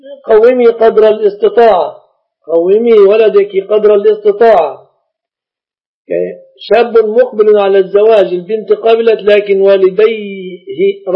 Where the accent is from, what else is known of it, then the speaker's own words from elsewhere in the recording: Egypt; يعني صندرة النساء كما عندنا في مصر